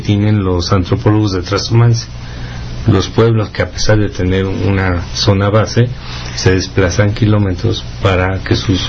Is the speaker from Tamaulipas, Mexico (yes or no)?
no; San Luis Potosí, Mexico; aquí en nuestro país, San Luis Potosí